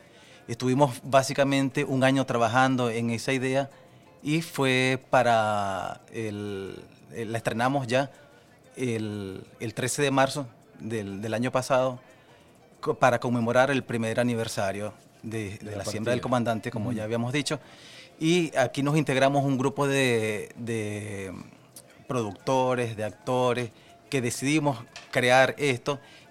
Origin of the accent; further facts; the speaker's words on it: Maracaibo, Zulia, Venezuela; somos un grupo de artistas que venimos de Maracaibo a hacer otras cosas acá